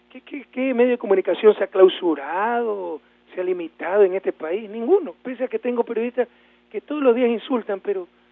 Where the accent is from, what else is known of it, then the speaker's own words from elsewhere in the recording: Guayaquil, Guayas, Ecuador; Y a mí sí, como guayaquileño, me revela ver a un tipo así